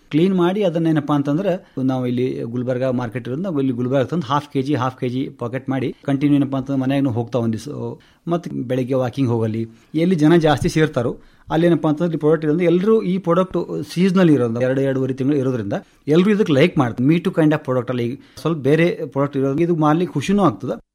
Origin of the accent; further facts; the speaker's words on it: Tengli, Karnataka, India; ಮೂಲತಃ ಟೆಂಗ್ಳಿ ಗ್ರಾಮದವನು.